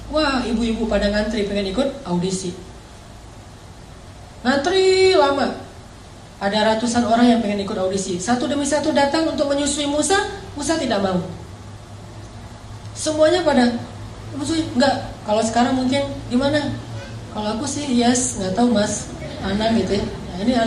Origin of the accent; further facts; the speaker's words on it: Aceh, Indonesia; Kayak di kampung saya dulu pas terjadi tsunami di Aceh